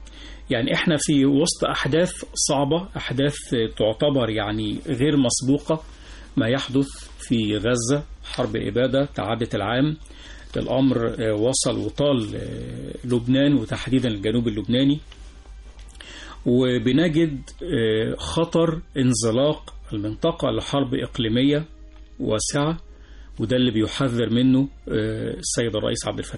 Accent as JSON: {"language": "Arabic", "country": "Egypt", "said": "لكن إحنا بقى كمصريين، كشعب مصري"}